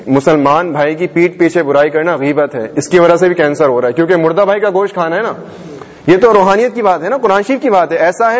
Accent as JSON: {"language": "Urdu", "town": "Hyderabad", "region": "Sindh", "country": "Pakistan", "tie": "born there", "also_born_or_lived": "Jeddah", "moved": "yes", "said": "حیدرآباد میں میرا ہزاروں کا خاندان میں حیدرآباد میں پیدا ہوا ہوں اس کے بعد پھر امی ابو جدہ چلے گئے تھے مکہ شریف لے گئے تھے مجھے"}